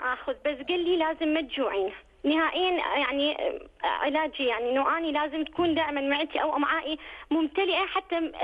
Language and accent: Arabic; Iraq; يعني ممكن مثلا بلدي العراق